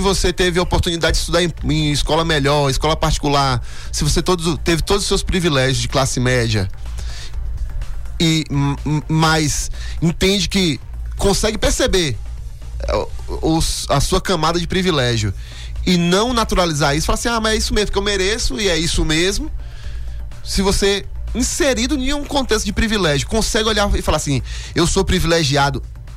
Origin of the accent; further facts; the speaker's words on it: Brumado, Bahia, Brazil; eu sou de Brumado, sou do sertão baiano, né? E aí, quando eu mudei pra Conquista